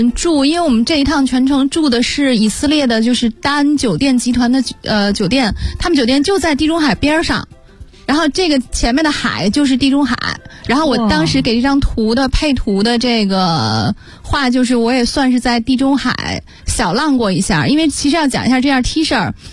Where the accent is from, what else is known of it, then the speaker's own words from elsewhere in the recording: Belgium; 我们讲比利时的时候说过啊，那是我的老家。